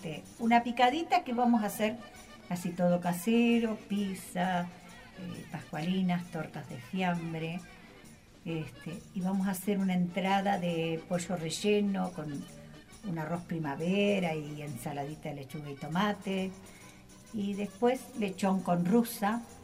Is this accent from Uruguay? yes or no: yes; Soca, Canelones, Uruguay; Yo quiero mucho a mi pueblo, estar por esta, ahí. Soy soquense.